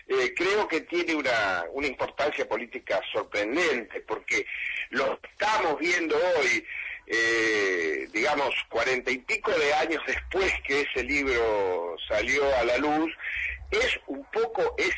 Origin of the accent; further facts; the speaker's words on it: Tandil, Buenos Aires Province, Argentina; born there; Yo nací en Tandil, efectivamente, así es.